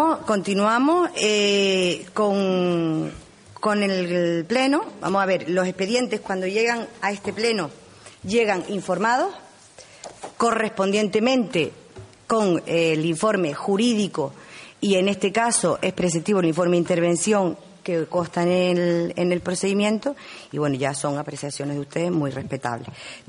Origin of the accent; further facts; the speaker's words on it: Uga, Canary Islands, Spain; porque yo en este caso soy del pueblo de Uga y me he criado entre camellos